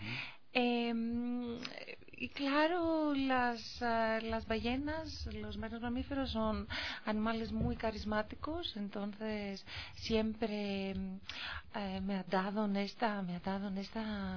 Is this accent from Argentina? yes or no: no; Greece; Spanish is a second language; Mi motivación, en primer lugar, es mi amor por el mar, el océano y el medio ambiente. Es que vengo de Grecia, entonces.